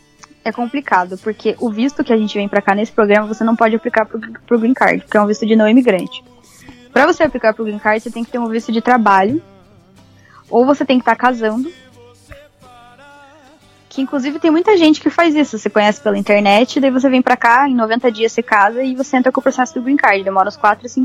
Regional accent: Brazil; Dele, ah, de onde você é? Eu falei, ah, sou do Brasil.

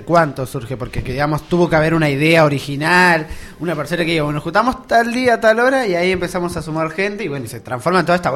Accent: Calzada, Buenos Aires, Argentina; Yo soy de Calzada, entonces les contaba hace ratito a mis compañeros cómo yo los conocí a ustedes.

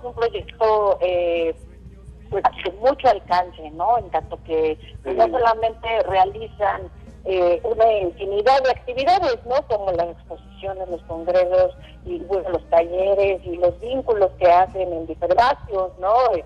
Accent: Mexico; muchas veces nos identifican como mexicanos

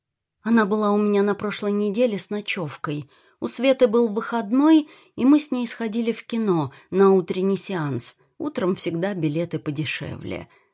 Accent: Bogolyubovo, Vladimir Oblast, Russia; now in Moscow, Russia; я тоже родом из Боголюбова. Работаю в Москве, в одной семье уже 6 лет.

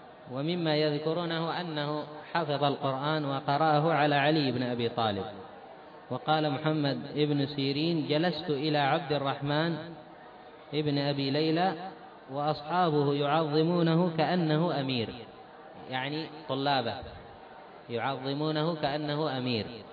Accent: Yemen; أما عندنا في اليمن

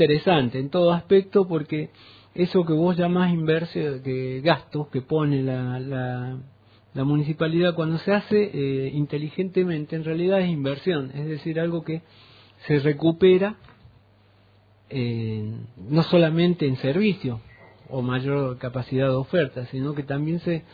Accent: Río Cuarto, Córdoba, Argentina; Río Cuarto, mi pueblo natal, Coronel Baigorria.

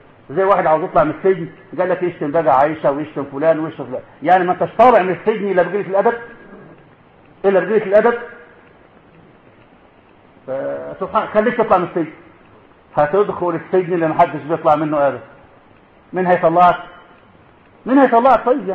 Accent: Egypt; ما عندنا في مصر كتير كله زعيمه

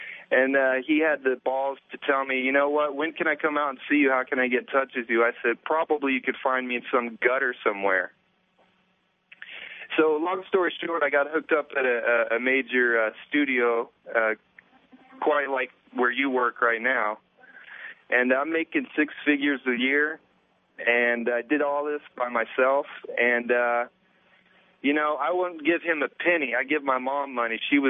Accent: Wichita, Kansas, United States; born there; I was born in Kansas, Wichita, Kansas

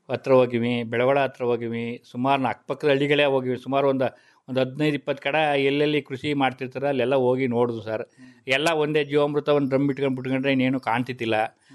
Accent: Padugur, Karnataka, India; ನಾವು 9th class ವಿದ್ಯಾಭ್ಯಾಸ ಮಾಡಿವಿ ಸರ್. ನಮ್ಮ ಪಡುಗೂರಿನಲ್ಲೇ ಓದಿ 9th class ವಿದ್ಯಾಭ್ಯಾಸ ಮಾಡಿ ಪಡುಗೂರು ಮುಗಿದ ಮೇಲೆ

